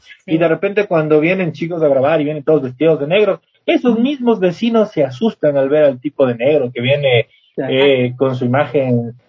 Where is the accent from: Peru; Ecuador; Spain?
Peru; Costa; yo soy costeño y en la costa la mayoría de las personas son de música tropical, éramos muy pocos rockeros, al menos en el pueblo donde yo vivía.